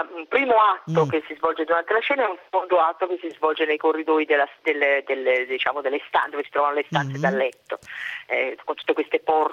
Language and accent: Italian; Tuscany, Italy; io sono toscana